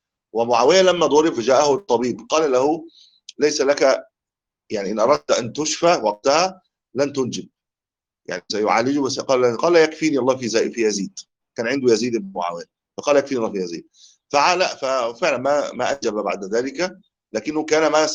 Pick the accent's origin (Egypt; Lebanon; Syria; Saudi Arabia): Egypt; هو لا يؤذن عندنا في مصر